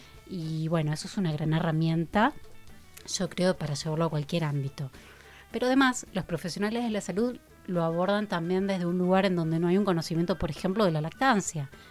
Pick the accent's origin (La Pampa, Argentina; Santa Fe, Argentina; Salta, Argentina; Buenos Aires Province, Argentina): Santa Fe, Argentina; Rosario; Sí, me formé en Rosario, que es mi ciudad natal, hablando de nacimientos.